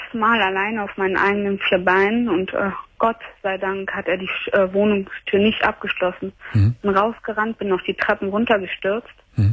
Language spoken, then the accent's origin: German; Brazil; Ich bin Brasilianerin.